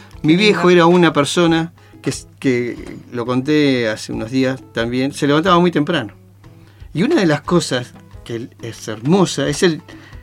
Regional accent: Río Chico, Argentina; Me crié en Río Chico y me malcrié en ciudades.

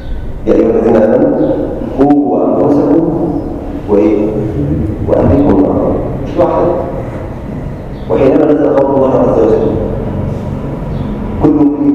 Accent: Egypt; اللهم اجعل بلدنا مصر امنا الامان، سلما سلاما، سخاء رخاء

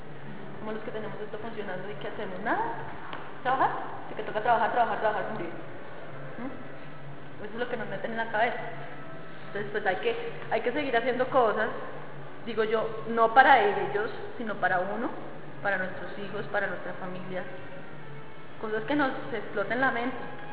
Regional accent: Colombia; me lo merezco como ciudadana colombiana

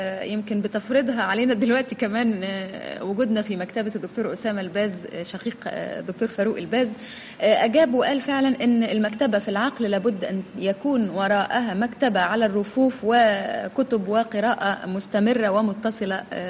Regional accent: Egypt; الذي يشرفنا كمصريين

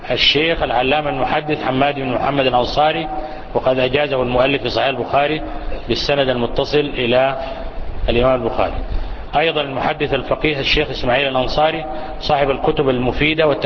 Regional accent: Sudan; للمؤلف تلاميذ متوافرون عندنا في السودان

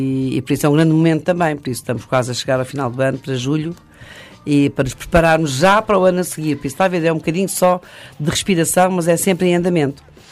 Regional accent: Angola; como dizemos em África, que eu sou de Angola

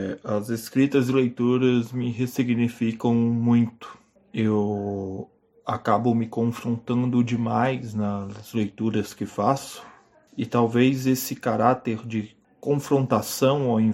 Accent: Minas Gerais, Brazil; porque trem é coisa de mineiro, eu sou mineiro

